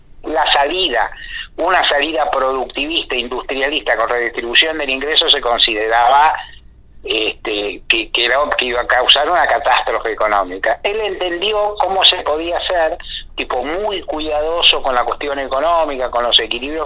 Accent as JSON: {"language": "Spanish", "country": "Argentina", "said": "soy abogado, he sido militante, tengo unos cuantos años de periodismo, soy argentino"}